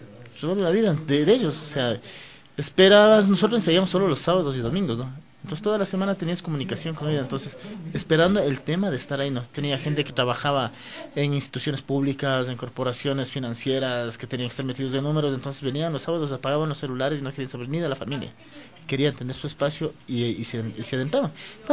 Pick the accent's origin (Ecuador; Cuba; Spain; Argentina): Ecuador; Quito, Pichincha; yo nací en el Panecillo, me crié ahí, mi familia vivía ahí, entonces yo digo, yo soy Kidwa, yo no soy Quito, yo soy Kidwa.